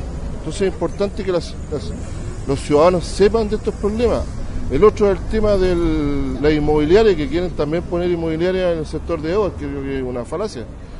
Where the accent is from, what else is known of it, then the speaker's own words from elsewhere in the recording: Valparaíso, Chile; el entorno natural que tenemos nosotros como porteños.